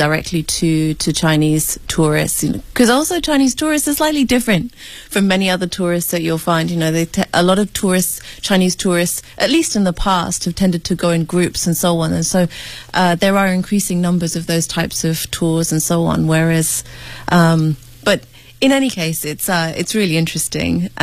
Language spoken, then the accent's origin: English; Nairobi, Kenya; Well, I grew up in Nairobi, and obviously if you go out about an hour from Nairobi, you'll find some of the wild animals.